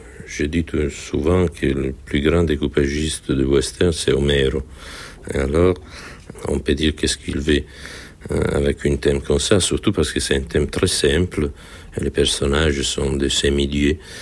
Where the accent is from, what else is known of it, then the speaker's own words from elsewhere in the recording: Italy; French is a second language; les choses que les Américains ont fait chez nous en Italie sont beaucoup plus courageuses que les choses que nous avons faites